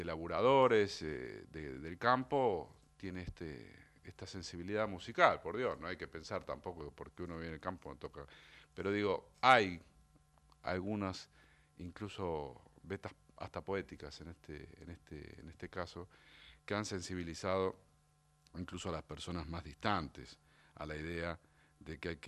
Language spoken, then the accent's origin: Spanish; Argentina; uno siente como argentino un poco de orgullo